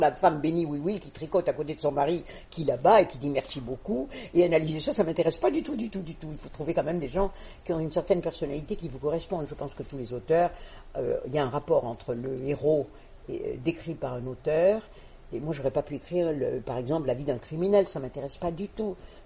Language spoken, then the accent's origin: French; Southern France, France; born there; alors que je suis née dans le Midi de la France